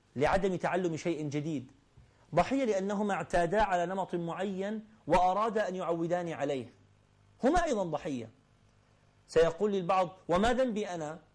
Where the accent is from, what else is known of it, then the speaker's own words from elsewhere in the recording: Iraq; moved away; also born or lived in Kuwait; انتقلنا من العراق إلى الكويت، كان جو المدرسة مختلف